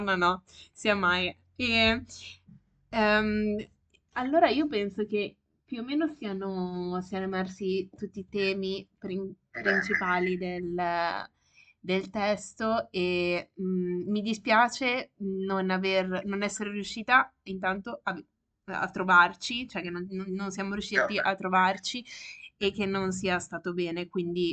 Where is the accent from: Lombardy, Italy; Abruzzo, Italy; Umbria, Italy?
Lombardy, Italy; Milan; Io sono di Milano e non riesco a tornare